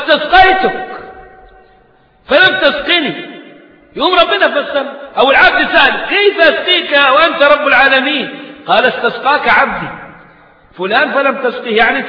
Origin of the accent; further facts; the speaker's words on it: Egypt; عشان صورتنا كمصريين بره وحشة قوي